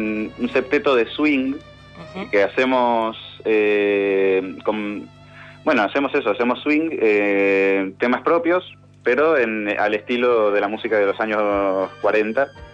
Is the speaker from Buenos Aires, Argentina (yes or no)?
no; Paraná, Entre Ríos, Argentina; En Santa Fe, yo soy de Paraná